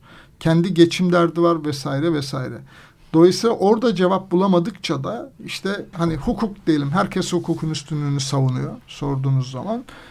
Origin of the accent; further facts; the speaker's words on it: Anatolia, Turkey; Yani ben Anadolu'nun bir kasabasında doğup büyüdüm. 2000 nüfuslu, hala da nüfusu işte 2000 civarında.